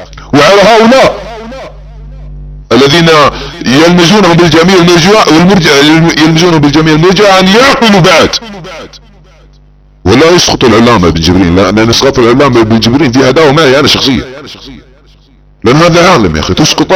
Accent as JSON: {"language": "Arabic", "country": "Saudi Arabia", "said": "على سبيل المثال بعض الدعاة عندنا في السعودية"}